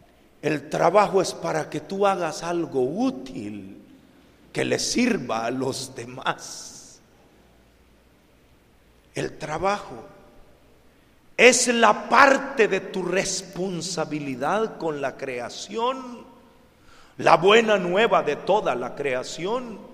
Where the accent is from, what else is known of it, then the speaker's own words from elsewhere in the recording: El Salvador; no solo en México, en mi país, en El Salvador, en donde son pueblos solo de mujeres y niños